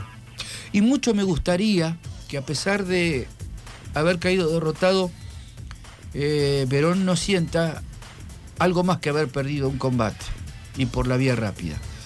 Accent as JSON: {"language": "Spanish", "town": "Rosario", "region": "Santa Fe", "country": "Argentina", "said": "uno tiene el orgullo de decir que somos rosarinos"}